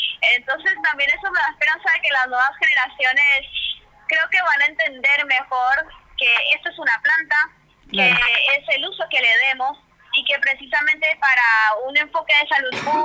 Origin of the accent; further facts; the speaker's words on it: Colombia; now in Argentina; Soy colombiana, hace 14 años vivo acá